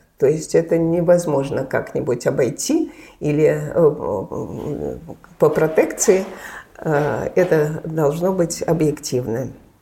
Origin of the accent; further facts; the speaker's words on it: Saint Petersburg, Russia; now in Moscow, Russia; Мы все, конечно, петербуржцы